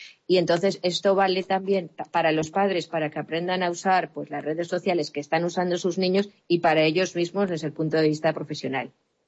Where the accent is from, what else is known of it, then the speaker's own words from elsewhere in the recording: Valencia, Valencian Community, Spain; soy de Valencia